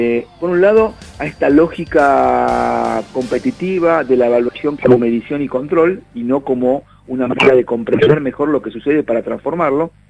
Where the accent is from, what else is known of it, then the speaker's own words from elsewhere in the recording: Argentina; por la historia que tenemos como argentinos, recién hace 10 años que es obligatorio para los chicos de la secundaria estar en la secundaria.